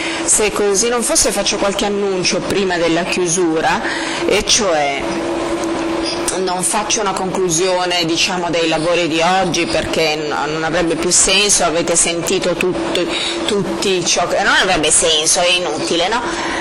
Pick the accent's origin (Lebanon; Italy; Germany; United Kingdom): Germany; in Germania, nel mio paese, abbiamo il sindacato del settore metalli